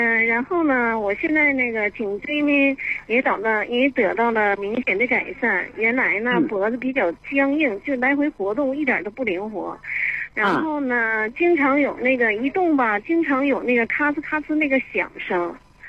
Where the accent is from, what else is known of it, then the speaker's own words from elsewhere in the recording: Shenyang, Liaoning, China; 我是来自沈阳的，辽宁沈阳